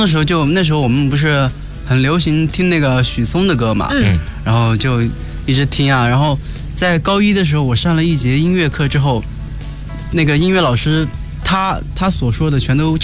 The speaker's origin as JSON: {"language": "Chinese", "region": "Hunan", "country": "China", "said": "哦，我是湖南的。"}